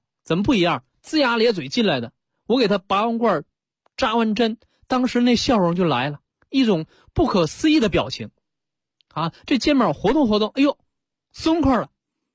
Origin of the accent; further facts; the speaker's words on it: China; 作为我们中国人来讲啊